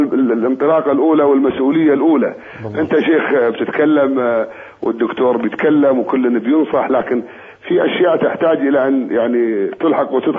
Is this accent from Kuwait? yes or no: yes; Kuwait; وإن شاء الله أن يعني مهما كان عندنا في الكويت من قضايا